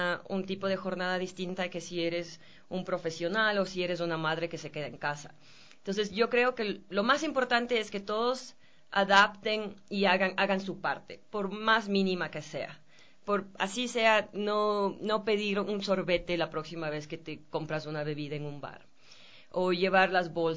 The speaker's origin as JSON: {"language": "Spanish", "country": "Ecuador", "said": "he sido capaz de convencer a estos directores que me los dejaran mostrar en mi país."}